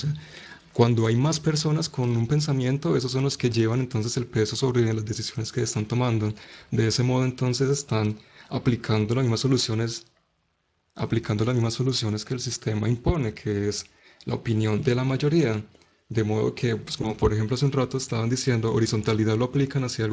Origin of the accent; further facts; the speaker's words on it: Manizales, Caldas, Colombia; Yo soy de Manizales, Colombia